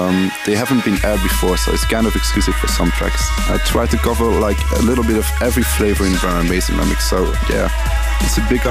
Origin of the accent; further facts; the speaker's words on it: Antwerp, Flanders, Belgium; English is a second language; I'm from Antwerp, Belgium. I DJ all over Europe and I play a lot in the UK.